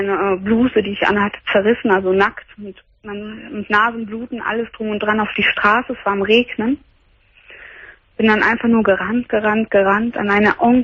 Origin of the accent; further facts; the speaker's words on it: Brazil; Ja, hat mich gefragt, welche Staatsangehörigkeit ich bin. Ich bin Brasilianerin.